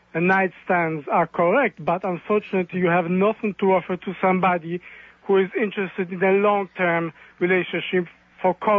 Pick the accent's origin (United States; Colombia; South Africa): Colombia; I come from Colombia, but my parents are white people, purely white people. They came from Europe.